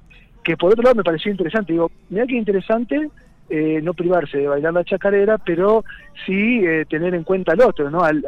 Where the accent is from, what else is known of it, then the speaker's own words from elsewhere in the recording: Los Polvorines, Buenos Aires Province, Argentina; moved away as an adult; now in San Esteban, Argentina; Yo soy oriundo, nacido de Los Polvorines, provincia de Buenos Aires, el interior. Hace 12 años que estoy viviendo acá en San Esteban, en Punilla. Tengo 39 años